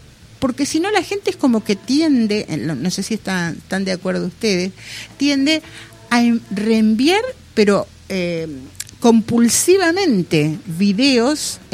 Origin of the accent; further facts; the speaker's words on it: Colón, Argentina; Los que somos de acá de Colón, todos sabemos